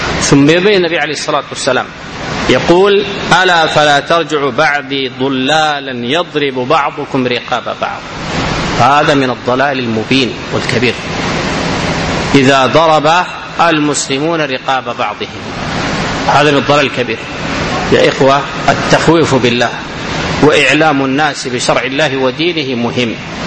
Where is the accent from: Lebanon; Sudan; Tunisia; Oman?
Sudan; وهذا ما يجري في بعض البلاد عندنا في السودان بعض المناطق